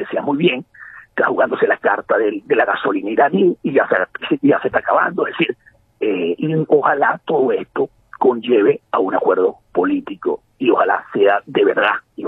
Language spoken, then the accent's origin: Spanish; Venezuela; como venezolano que soy